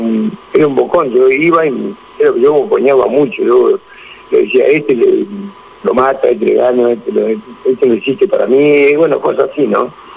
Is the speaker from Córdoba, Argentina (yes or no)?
no; Caleta Olivia, Santa Cruz, Argentina; also born or lived in Buenos Aires; La primera profesional la hice en Cadete Olivia, Santa Cruz, allá en mi pueblo.